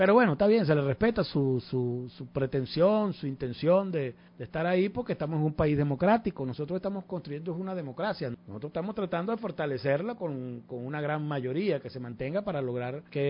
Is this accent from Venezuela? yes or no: yes; Venezuela; porque no soy de ningún partido, yo soy de Venezuela